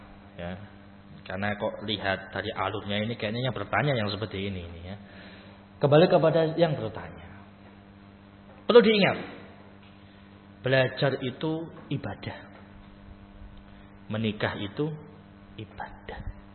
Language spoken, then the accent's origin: Indonesian; Java, Indonesia; Padahal itu bahasa Jawa, saya orang Jawa tapi enggak paham